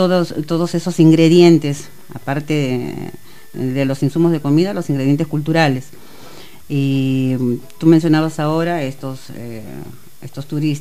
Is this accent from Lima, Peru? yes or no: no; Chiclayo, Lambayeque, Peru; Yo soy del norte, de Chiclayo, del lado del Pacífico.